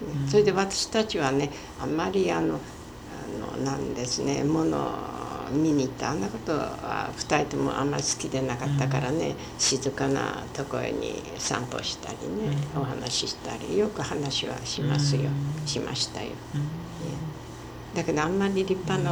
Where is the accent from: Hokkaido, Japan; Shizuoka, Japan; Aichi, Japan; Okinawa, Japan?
Hokkaido, Japan; born there; まあ私が北海道で生まれたぐらいのことは考えませんけど